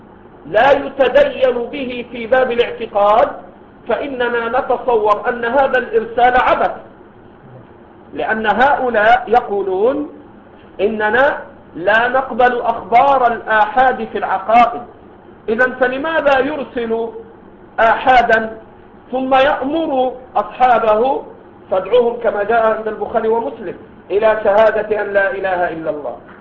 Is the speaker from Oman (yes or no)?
no; Egypt; هؤلاء الذين ظهروا في بلدنا مصر وغيره